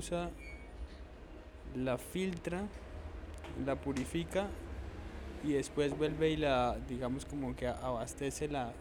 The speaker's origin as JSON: {"language": "Spanish", "town": "Cali", "region": "Valle del Cauca", "country": "Colombia", "said": "soy un artista de Cali, de 28 años."}